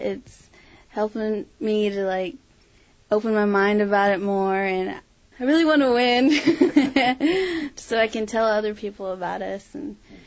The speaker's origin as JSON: {"language": "English", "town": "Tahlequah", "region": "Oklahoma", "country": "United States", "said": "Tahlequah."}